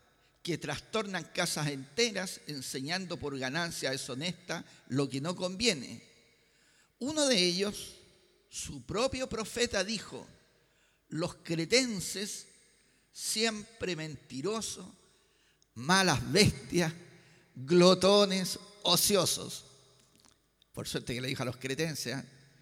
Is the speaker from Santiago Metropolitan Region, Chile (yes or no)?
no; Valparaíso, Chile; ya que soy ciudadano de Valparaíso por más de 60 años, por más de 60 años